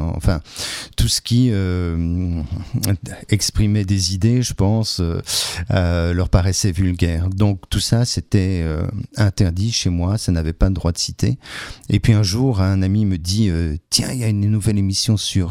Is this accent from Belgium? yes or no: yes; Brussels, Brussels-Capital Region, Belgium; j'ai grandi à Bruxelles avec mes parents, on venait passer les vacances à Metz, au Sablon, chez mes grands-parents.